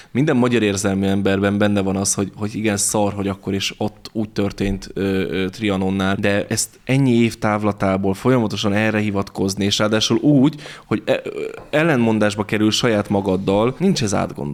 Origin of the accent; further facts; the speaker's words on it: Hungary; Tehát mert hát ez mégiscsak magyarok vagyunk, hát a mi területeinket ne vegyék el.